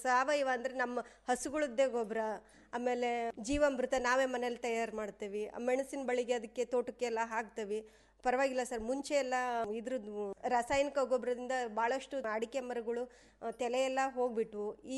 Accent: Guddahalli, Karnataka, India; ನಮ್ಮದು ಇದು ಗುಡ್ಡಳ್ಳಿನೇ ಸರ್, ಪಕ್ಕದ ಮನೆಯಲ್ಲೇ ಆಗಿರೋದು.

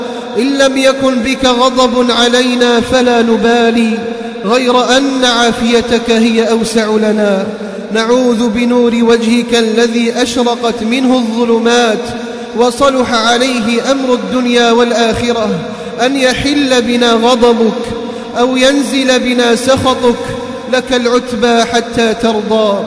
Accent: Algeria; اللهم احفظ بلدنا الجزائر من كل فتنة

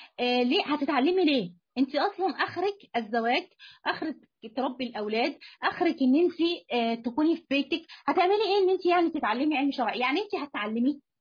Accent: Egypt; سواء في وجه بحري او وجه قبلي مثلا عندنا في مصر

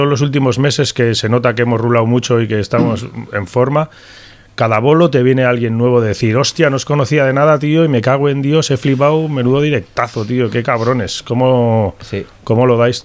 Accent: San Sebastián, Basque Country, Spain; La verdad que sí que soy de Donosti.

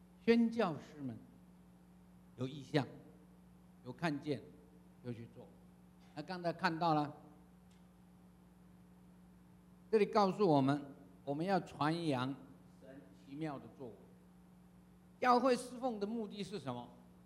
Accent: China; 我要告诉各位，我们中国人真了不起哈

